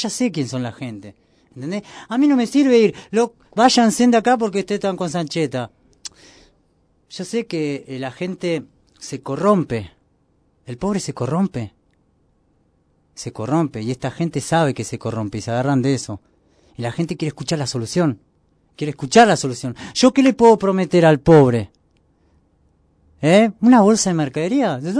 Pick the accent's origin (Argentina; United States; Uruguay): Argentina; Porque como una familia paraguaya la está sufriendo como yo siendo argentino.